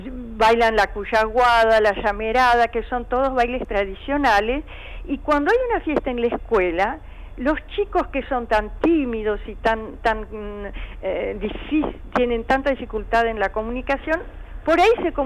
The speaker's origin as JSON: {"language": "Spanish", "country": "Argentina", "said": "¿cuántos somos los argentinos?"}